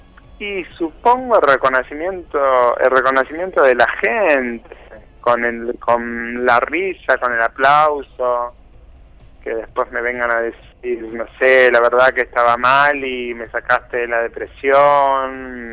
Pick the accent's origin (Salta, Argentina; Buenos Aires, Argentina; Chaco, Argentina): Buenos Aires, Argentina; Yo soy de Buenos Aires.